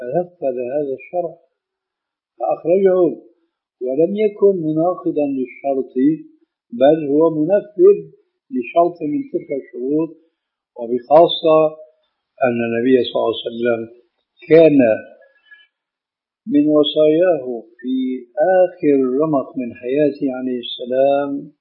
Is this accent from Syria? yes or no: yes; Syria; يلا كما يقولون عندنا في سوريا